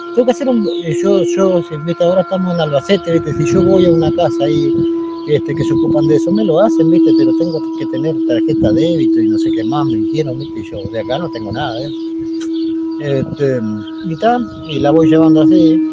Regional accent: Uruguay; me presento, y soy uruguayo y tal

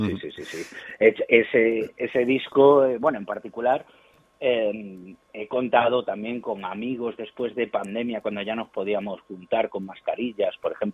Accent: Marbella, Andalusia, Spain; now in Madrid, Spain; yo soy de Marbella, de Málaga y me fui a Madrid, aquí es donde vivo, y llevo aquí 23 años

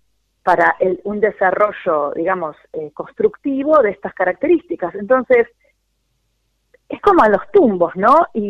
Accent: Buenos Aires, Argentina; born there; nací en Villa Devoto y vivo en Villa del Parque hace un montón de años, y son barrios que se llamaban consolidados.

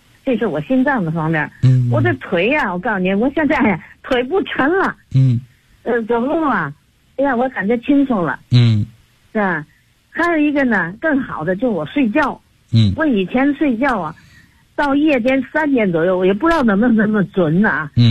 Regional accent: Tianjin, China; 我是天津的。

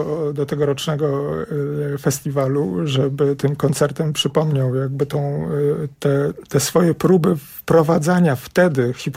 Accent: Warsaw, Masovian Voivodeship, Poland; Ja się wychowałem na Grochowie. I mój mały świat to jest taki trójkąt ograniczony ulicami Waszyngtona, Grenadierów i Trasą Łazienkowską.

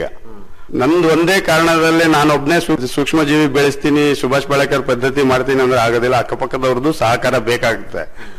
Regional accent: Sringeri, Karnataka, India; ನಾವು ಹುಟ್ಟು ಬೆಳೆದಿದ್ದು ಶೃಂಗೇರಿ ಮಲ್ನಾಡಲ್ಲಿ

